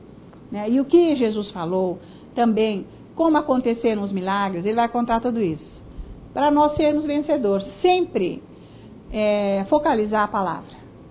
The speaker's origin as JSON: {"language": "Portuguese", "country": "Italy", "second_language": "Portuguese", "said": "Eu sou italiana."}